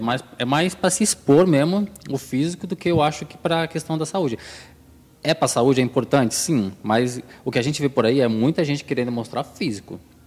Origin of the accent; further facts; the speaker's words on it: Northeast Region, Brazil; Eu que sou do Nordeste, a comida é bem pesada.